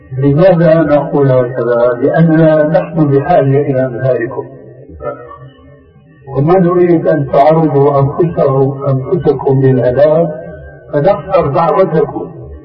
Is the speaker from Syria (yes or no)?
yes; Syria; يقولوا عندنا في سوريا عين ما بتقاوم ما اختلت